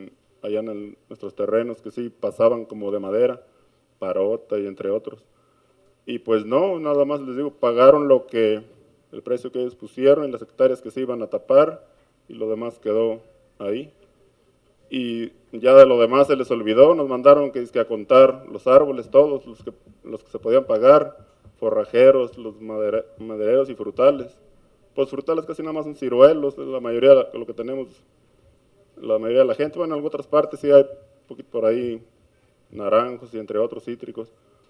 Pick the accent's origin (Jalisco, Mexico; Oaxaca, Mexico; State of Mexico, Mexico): Jalisco, Mexico; Tapesco; también vengo de la comunidad de Tapesco, municipio de Tequila, Jalisco